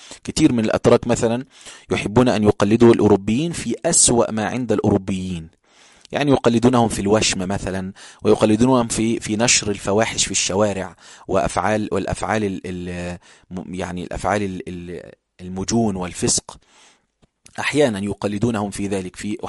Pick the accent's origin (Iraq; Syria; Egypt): Egypt; المساجد اللي هي مشهورة عندنا في القاهرة أو حتى في الصعيد